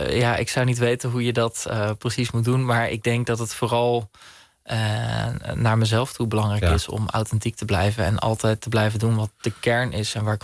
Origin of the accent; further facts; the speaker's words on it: Bunnik, Utrecht, Netherlands; ik in mijn jonge jaren in Bunnik opgegroeid ben tegenover een schoolplein.